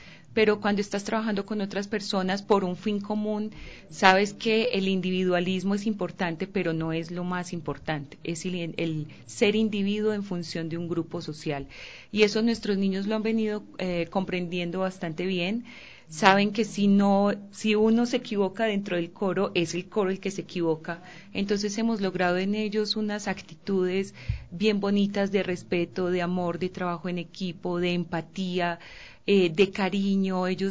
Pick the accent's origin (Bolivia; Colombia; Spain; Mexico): Colombia; now in Ecuador; pues para mí que soy colombiana fue una tremenda sorpresa